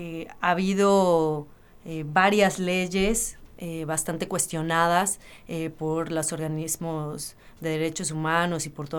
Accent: Mexico; now in Argentina; Nosotros como mexicanos nos toca, bueno, muy, muy de cerca.

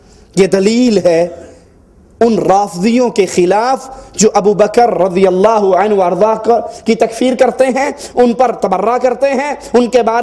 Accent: Abdul Hakim, Punjab, Pakistan; born or raised there

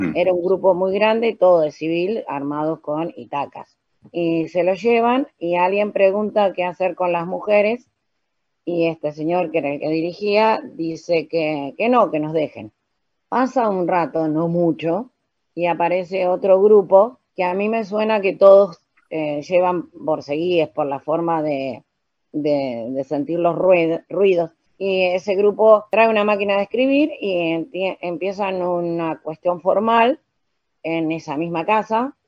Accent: Arrecifes, Buenos Aires Province, Argentina; le digo que soy de Arrecife, me identifico

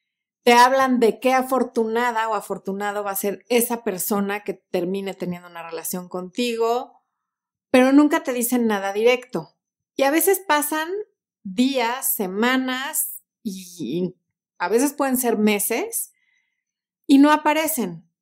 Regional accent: Mexico; O dicho más coloquialmente, como decimos en México, ni pichan, ni cachan, ni dejan batear.

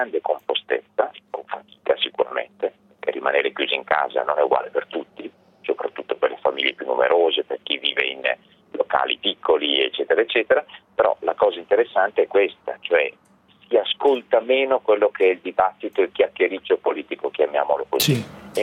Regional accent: Bergamo, Lombardy, Italy; Sicuramente sì, sono bergamasco, quindi posso sembrare di parte.

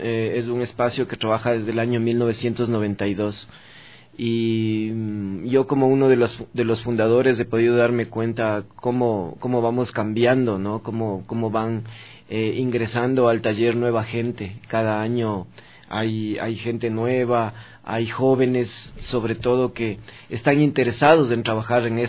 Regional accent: Quito, Pichincha, Ecuador; Yo soy quiteño, yo nací en San Roque, a los pies de Xungoloma, de Yavirac, del Panecillo.

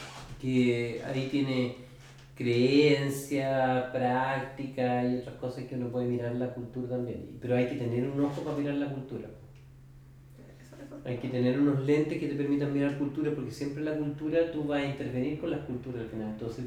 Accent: Concepción, Biobío, Chile; a mí me alivia mucho cuando trabajo en Concepción decir que soy de Concepción.

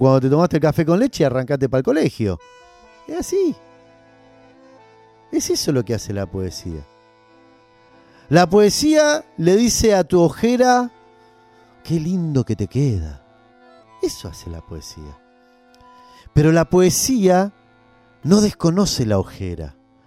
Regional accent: Argentina; dentro de nuestra historia como Argentina, una creación como esta

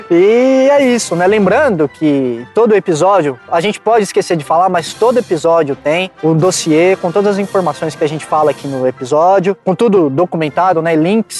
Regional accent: São Paulo, Brazil; Falando aqui de São Paulo, que a gente é de São Paulo, sempre fomos de São Paulo

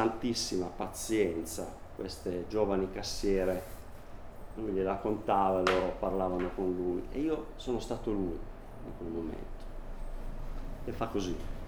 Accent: Sanremo, Liguria, Italy; A un certo punto io sono di Sanremo e mio nonno, per una storia che non c'entra niente con la poesia

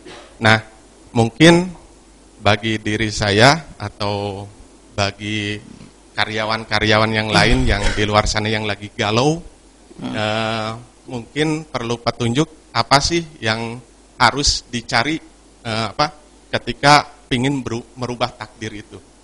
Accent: Tasikmalaya, West Java, Indonesia; now in Jakarta, Indonesia; Saya asli emang orang Tasik, tapi selama ini bekerja di daerah Jakarta.

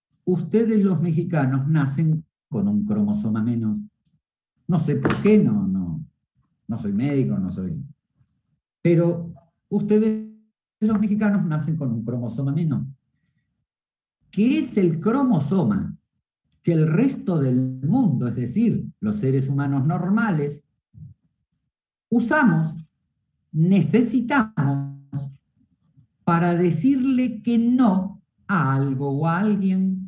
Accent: Argentina; como soy argentino te voy a llevar a un muy buen restaurante argentino para que conozcas la comida de mi tierra

